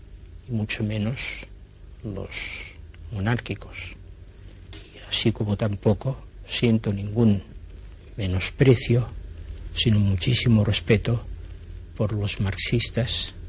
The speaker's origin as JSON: {"language": "Spanish", "region": "Catalonia", "country": "Spain", "first_language": "Catalan", "second_language": "Spanish", "said": "Yo estoy absolutamente dedicado a mi pueblo catalán, a mi nación catalana, a mi lengua y a mi cultura."}